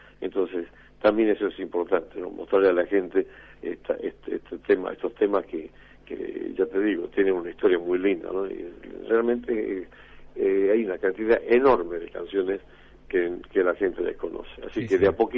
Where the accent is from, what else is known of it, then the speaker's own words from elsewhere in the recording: Cafayate, Salta, Argentina; also born or lived in Metán; Yo sí, nací en Cafayate, después viví en Metán, pero sí, siempre en la provincia de Salta